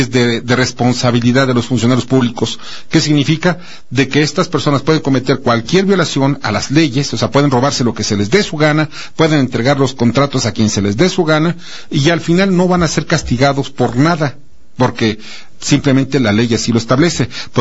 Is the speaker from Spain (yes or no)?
no; Mexico; Los accionistas somos todos los mexicanos, punto.